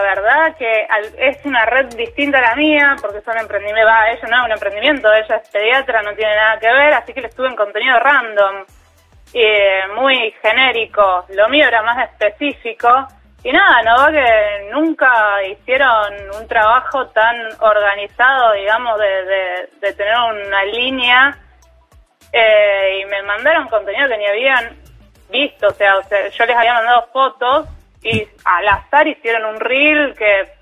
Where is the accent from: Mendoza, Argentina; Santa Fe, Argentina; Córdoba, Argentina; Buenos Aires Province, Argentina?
Santa Fe, Argentina; Rosario; que yo soy de Rosario